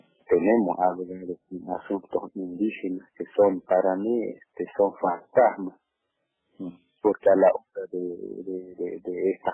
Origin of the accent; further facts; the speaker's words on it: Misión Chaqueña, Salta, Argentina; now in Misión Salín, Argentina; yo estoy aquí hace 10 años que estoy aquí en mi comunidad Misión Salín. Yo soy nacido, criado en Misión Chaqueña.